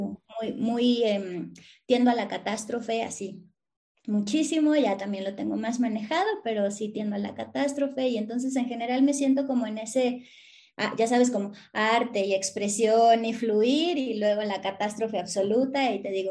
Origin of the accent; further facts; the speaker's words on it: Azcapotzalco, Mexico City, Mexico; Yo soy de la hermana república de Azcapotzalco, no sé si conoces, pero nací en Azcapotzalco y crecí en Azcapotzalco